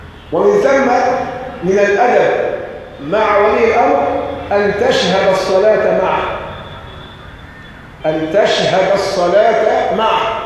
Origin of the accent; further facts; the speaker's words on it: Egypt; واحنا عندنا كمصريين مثل شعبي بيقول كل شاة برجليها معلقة